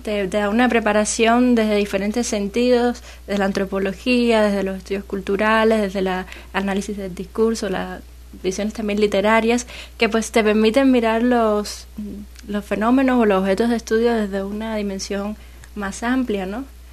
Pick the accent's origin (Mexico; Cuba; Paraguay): Cuba; Havana; De La Habana.